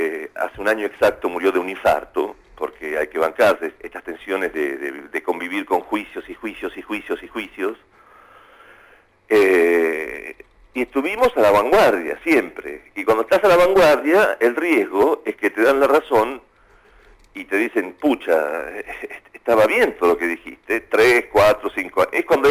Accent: Argentina; Yo vengo muy seguido a Argentina. Sí. Me siento profundamente argentino. Sí, no sí, es sí, que... Sí. Aparte, siendo emigrante con mi familia, o sea, mi familia son piemonteses, vinimos acá, fuimos para allá, soy realmente un argentino doc.

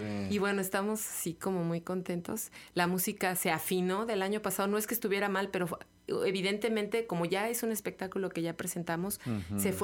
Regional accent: Mexico; Así somos los mexicanos, nos reímos de la muerte

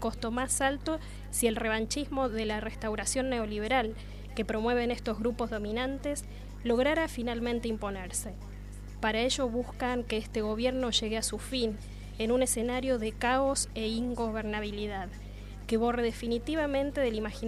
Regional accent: Argentina; somos mayoría los argentinos que hemos aprendido que los problemas de la democracia solo se resuelven con más democracia

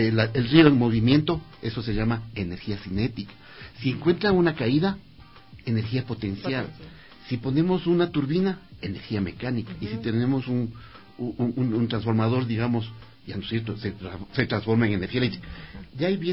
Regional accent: Riobamba, Chimborazo, Ecuador; now in Quito, Ecuador; Bueno, soy de Riobamba.

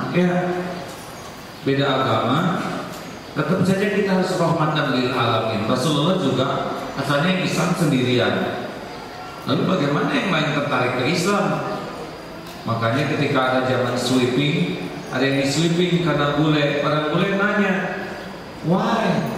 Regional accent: United States; born there; Indonesian is a second language; Saya tidak pesan lahir di Amerika.

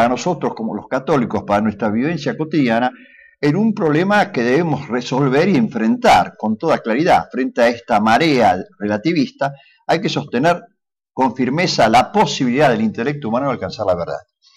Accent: Argentina; como argentinos, nos preocupa, sin duda alguna, que existe una crisis en el mundo occidental

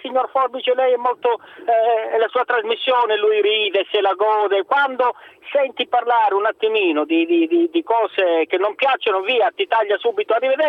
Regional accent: Calabria, Italy; moved away; perché poi io sono un calabrese trapiantato

